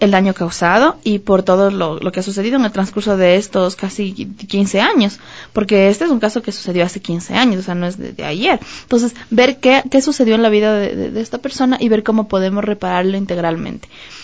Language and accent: Spanish; Ecuador; todos como ecuatorianos, cuando veamos un acto de discriminación